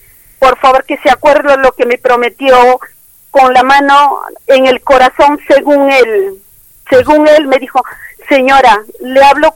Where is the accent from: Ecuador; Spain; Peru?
Peru; Yo soy de Perú.